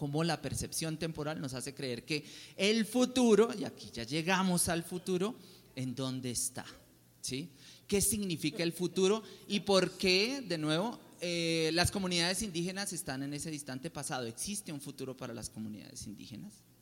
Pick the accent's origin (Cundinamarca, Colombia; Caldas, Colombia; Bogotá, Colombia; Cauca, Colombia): Cauca, Colombia; Popayán; mi familia es descendiente del pueblo Nasa, de la comunidad Nasa del Cauca, yo soy de Popayán, pues somos